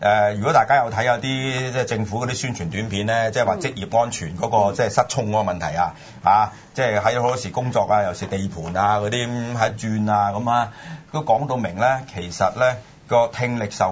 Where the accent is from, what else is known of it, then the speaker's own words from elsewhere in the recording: Hong Kong; 隔離牛呢樣嘢呢係我哋香港人先明嘅啫，因為大陸人呢都唔會明嘅